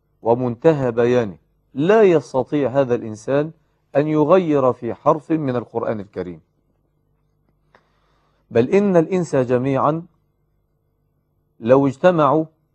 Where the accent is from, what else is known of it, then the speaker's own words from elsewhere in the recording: Egypt; الصبيان الذين يلعبون في الزوايا والحواري عندنا في مصر وفي غيرها